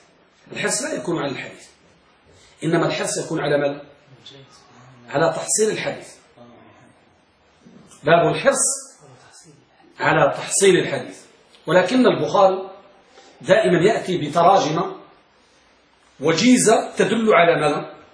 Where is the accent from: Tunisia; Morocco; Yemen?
Morocco; الملقب عندنا بالمغرب